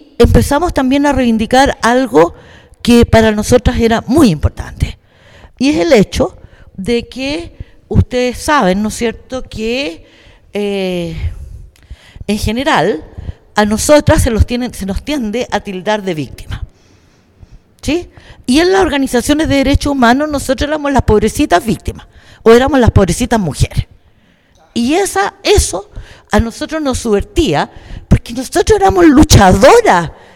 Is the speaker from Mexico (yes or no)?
no; Chile; moved away as an adult; Porque yo salí de Chile, después que estuve presa